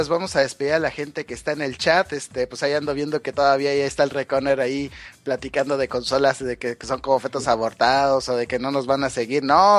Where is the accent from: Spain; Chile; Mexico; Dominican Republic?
Mexico; Guadalajara, Jalisco; now in Monterrey, Mexico; actualmente vivo ahí. Digo, soy de Guadalajara, pero viví aquí hace 2 años, sí.